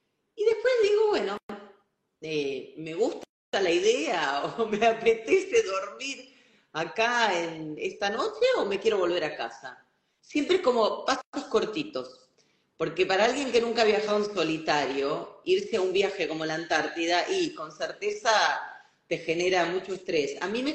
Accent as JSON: {"language": "Spanish", "town": "Rosario", "region": "Santa Fe", "country": "Argentina", "tie": "born there", "also_born_or_lived": "England", "lives_now": "Buenos Aires, Argentina", "said": "Yo no soy nacida en Buenos Aires, soy nacida en la ciudad de Rosario, que es una ciudad grande de la Argentina, y hace 20 años que vivo aquí. También he vivido en Inglaterra"}